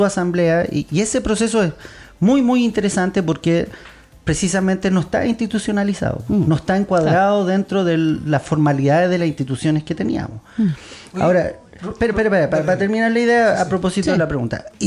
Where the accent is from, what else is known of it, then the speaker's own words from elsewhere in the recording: Chile; lo que éramos los, o somos los chilenos